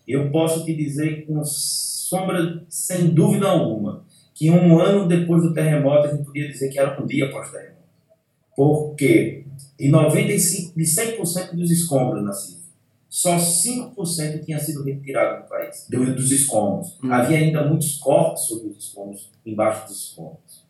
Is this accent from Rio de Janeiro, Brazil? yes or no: no; Pernambuco, Brazil; como pernambucano, que trabalha com audiovisual aqui no estado de Pernambuco